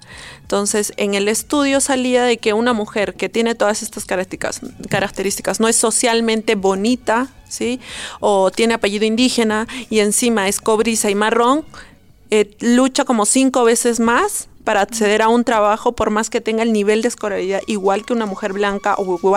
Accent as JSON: {"language": "Spanish", "region": "Cusco", "country": "Peru", "tie": "born there", "said": "yo soy andina descendiente. O sea, no nací en un pueblo, pero sí nací en Cusco, que es una provincia de Perú. Y mi abuela sí era indígena y hablaba el idioma de quechua, pero yo no llegué a hablar"}